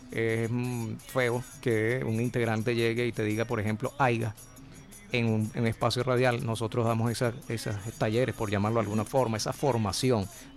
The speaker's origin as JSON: {"language": "Spanish", "town": "Caracas", "region": "Capital District", "country": "Venezuela", "tie": "born there", "said": "mi padre nace en Los Altos Mirandinos, yo nazco acá en Caracas, soy nacido en Caracas."}